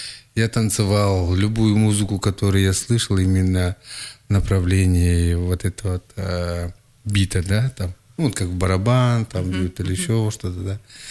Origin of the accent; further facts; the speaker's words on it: Krasnoyarsk Krai, Russia; Я сам родом с Ивенькии.